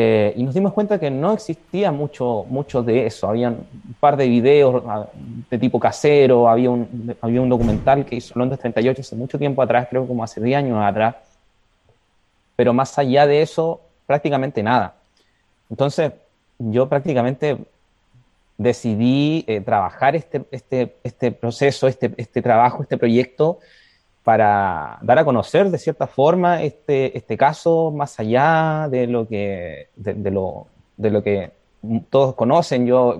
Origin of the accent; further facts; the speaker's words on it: Puerto Montt, Los Lagos, Chile; yo soy oriundo de Puerto Montt, nacido y criado en Puerto Montt, de hecho yo estoy acá en Puerto Montt también.